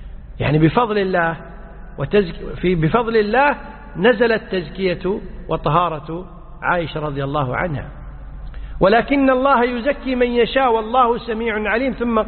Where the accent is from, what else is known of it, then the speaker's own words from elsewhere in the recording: Kuwait; مثل عندنا في الكويت أحيانا في العشر الأواخر